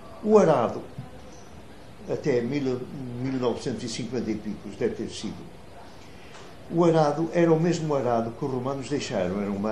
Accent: Vila Nova de Gaia, Norte, Portugal; Eu nasci em Vila Nova de Gaia, em 1930.

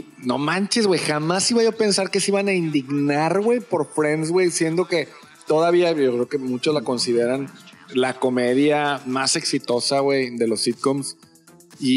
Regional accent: Spain; Española. Porque soy de España.

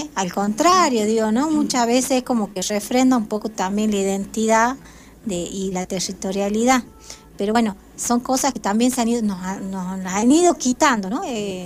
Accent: Argentina; Somos argentinos, si lo somos, pero también somos de la nación de Aguita.

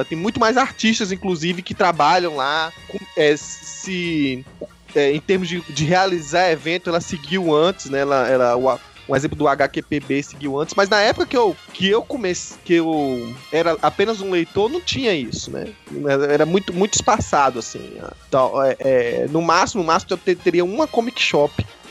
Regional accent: Recife, Pernambuco, Brazil; Como eu falo, o sotaque não dá pra enganar, eu sou natural de Recife, eu vim de um lugar que praticamente não tinha essa cultura de ter evento de quadrinho

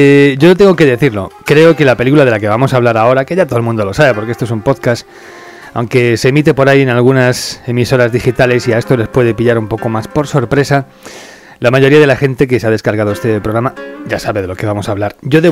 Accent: Spain; En fin de cuentas, somos españoles, tenemos el problema de que ya se nos ha metido en el ADN estos títulos

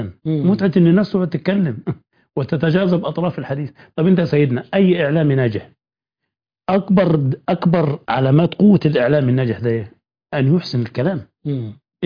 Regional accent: Upper Egypt, Egypt; البيوت عندنا في الصعيد هناك

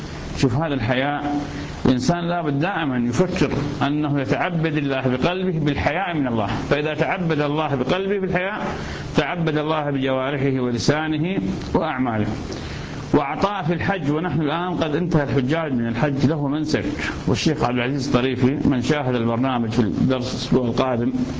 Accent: Ramadi, Al Anbar, Iraq; هذا أحد العلماء عندنا في الرمادي

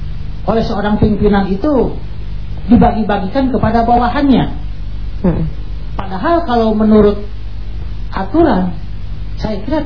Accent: Garut, West Java, Indonesia; Nah, kebetulan saya dari Garut.

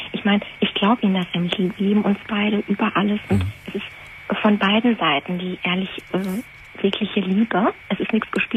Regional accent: Syria; German is a second language; now in Germany; Ich komme aus Syrien, er auch, aus dem arabischen Land. Sind Muslime.

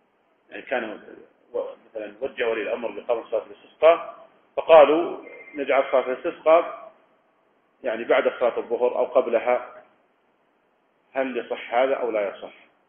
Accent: Riyadh, Riyadh Province, Saudi Arabia; يعني مثلا لو كان عندنا في الرياض مثلا

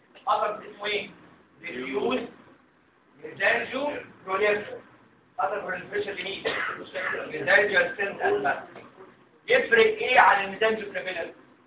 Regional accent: Egypt; عشان كده مش كومن عندنا في مصر

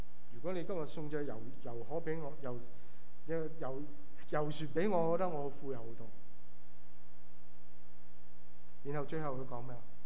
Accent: Guangdong, China; 咁当然我哋广东人就中意食生勾勾嘅鱼啦

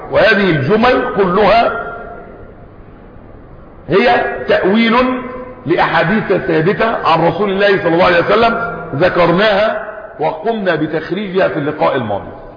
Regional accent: Egypt; يعني بلادنا مصر مرت بأمور كثيرة وبفتن كثيرة

